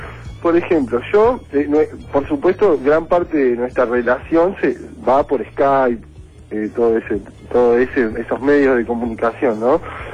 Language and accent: Spanish; Uruguay; soy uruguayo, vivo en Uruguay y tengo a mi novia argentina.